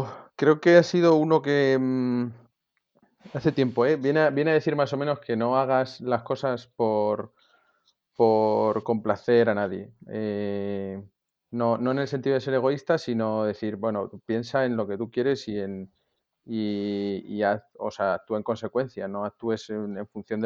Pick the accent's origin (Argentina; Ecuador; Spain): Spain; El Carpio de Tajo, Castilla-La Mancha; la familia de mi madre, por parte de madre, venían todos de mi pueblo de Toledo, de ahí, de Carpio de Tajo, que es un pueblo pequeñito también, unos 2.000 habitantes